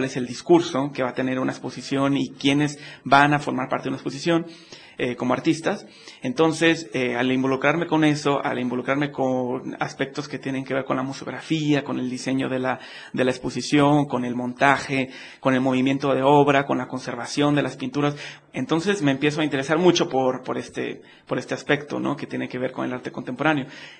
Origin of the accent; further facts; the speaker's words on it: Monterrey, Nuevo León, Mexico; Sí, soy de Monterrey.